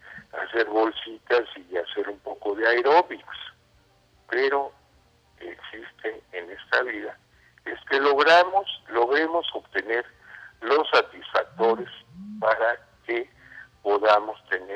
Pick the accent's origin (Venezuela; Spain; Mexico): Mexico; vamos a festejar muy, muy, muy a fondo que somos mexicanos, que no somos españoles